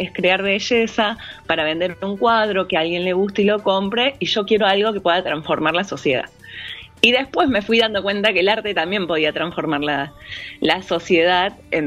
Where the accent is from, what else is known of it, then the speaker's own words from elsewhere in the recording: La Cumbre, Córdoba, Argentina; yo nací en La Cumbre y me crié en La Cumbre, digamos que hasta los 18 viví todo el tiempo en La Cumbre. Después, como en ese pueblito que es muy chico, no, bueno, ahora ya es ciudad